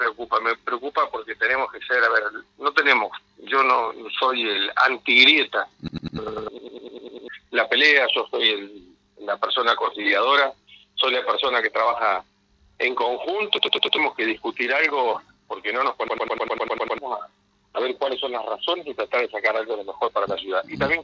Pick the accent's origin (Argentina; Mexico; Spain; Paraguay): Argentina; Me genera preocupación como argentino.